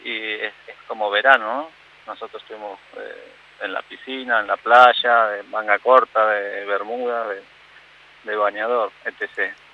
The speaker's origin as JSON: {"language": "Spanish", "country": "Argentina", "said": "me encantaría hacer cosas en Argentina y más en mi tierra, por supuesto."}